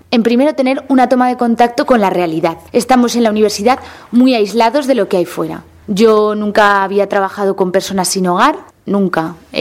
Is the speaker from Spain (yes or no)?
yes; Aragon, Spain; Yo tengo la suerte de que mi pueblo está relativamente cerca de Zaragoza